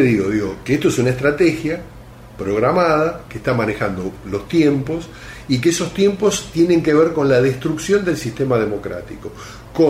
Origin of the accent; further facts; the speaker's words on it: Argentina; que ya tienen la semilla de que somos argentinos